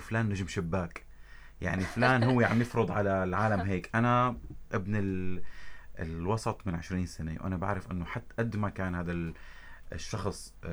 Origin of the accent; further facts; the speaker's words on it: Safita, Tartus Governorate, Syria; now in Damascus, Syria; انا بلا شعور بحكي بهي اللهجه، صح انا ابن طرطوس صافيته، ولكن انا 20 سنه مقيم بدمشق